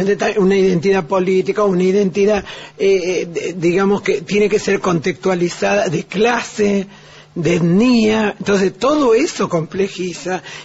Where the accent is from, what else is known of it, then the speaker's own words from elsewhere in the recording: Salta, Argentina; yo de travesti soy, insisto, salteña, de origen boliviano, soy feminista, soy gorda, soy periférica.